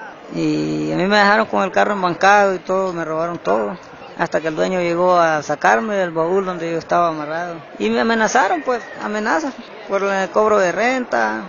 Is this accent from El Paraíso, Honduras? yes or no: no; Comayagua, Honduras; moved away as an adult; vengo desde Honduras, de la ciudad de Comayagua.